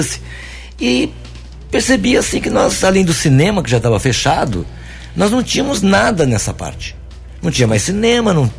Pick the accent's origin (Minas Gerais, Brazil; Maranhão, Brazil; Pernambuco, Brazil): Minas Gerais, Brazil; Guaranésia; Eu nasci aqui em Guaranésia, né? Sou guaranesiano de coração, né? E de raça mesmo